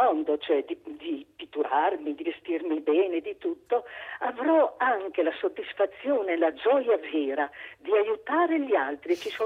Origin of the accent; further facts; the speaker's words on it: Reggio Emilia, Emilia-Romagna, Italy; Io sono da Reggio Emilia, sono un'emiliana.